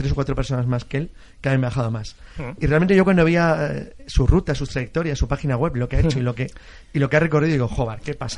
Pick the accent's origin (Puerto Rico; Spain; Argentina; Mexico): Spain; Somos españoles y portugueses los que creamos el mundo tal y como lo vemos hoy.